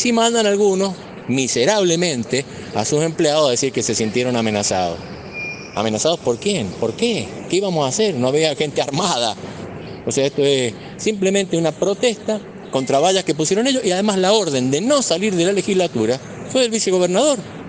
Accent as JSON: {"language": "Spanish", "country": "Argentina", "said": "de nuestros bienes comunes y de nuestros derechos como argentinos."}